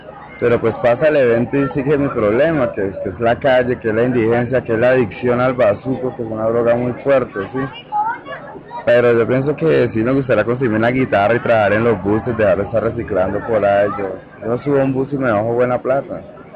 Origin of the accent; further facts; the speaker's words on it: Tolima, Colombia; Yo soy tolimense.